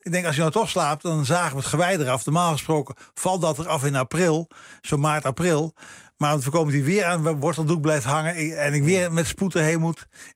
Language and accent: Dutch; Veenendaal, Utrecht, Netherlands; Ja, Veenendaal. Een beetje het oosten, maar niet echt super oost.